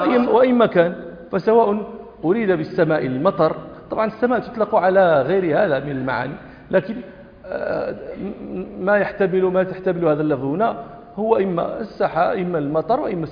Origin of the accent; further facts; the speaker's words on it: Morocco; وإذاك تمرون في في في في عندنا في المغرب